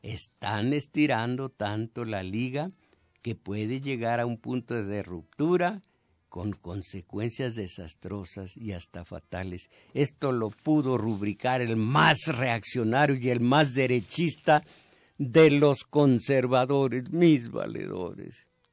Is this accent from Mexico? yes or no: yes; Mexico; yo soy mexicano pero no soy primero.